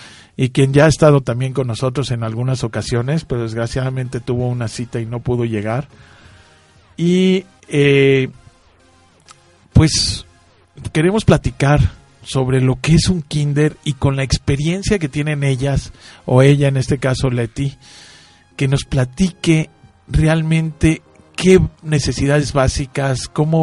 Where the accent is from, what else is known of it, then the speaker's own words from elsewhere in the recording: Mexico; Así que como mexicanos, pues qué orgullo, ¿no?